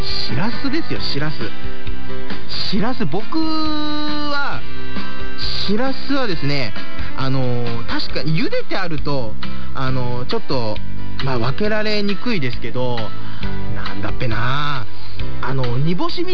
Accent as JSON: {"language": "Japanese", "town": "Namegata", "region": "Ibaraki", "country": "Japan", "tie": "born or raised there", "said": "僕の地元の、行方市の方にはですね、本当にいつもお世話になってですね"}